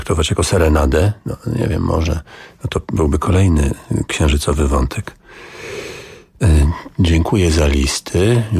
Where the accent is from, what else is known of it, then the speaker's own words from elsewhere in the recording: Augustów, Podlaskie Voivodeship, Poland; Czy to jest to jezioro koło Augustowa? No to jest co moje strony rodzinne, tym mile mi to czytać.